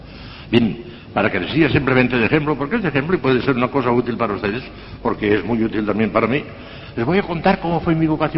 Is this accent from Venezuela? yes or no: no; Valencian Community, Spain; Y me fui a Valencia, que era la capital de mi reino, yo soy valenciano